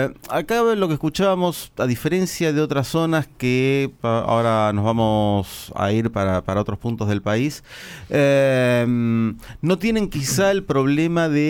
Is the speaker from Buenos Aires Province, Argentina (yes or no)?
yes; La Plata, Buenos Aires Province, Argentina; pero somos de La Plata, donde tuvimos hace...